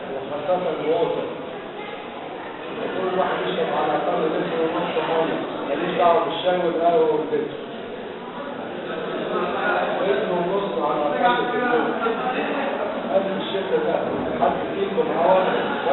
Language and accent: Arabic; Egypt; ليه احنا كمصريين احنا شعب طيب